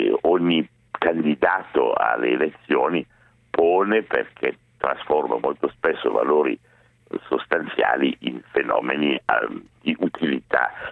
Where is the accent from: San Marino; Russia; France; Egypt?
France; Italian is a second language; Io in quanto sono per metà francese